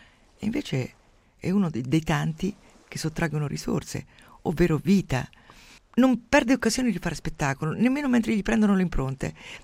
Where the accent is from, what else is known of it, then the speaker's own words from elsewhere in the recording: Umbria, Italy; Io mi ricordo da piccola nel mio paese umbro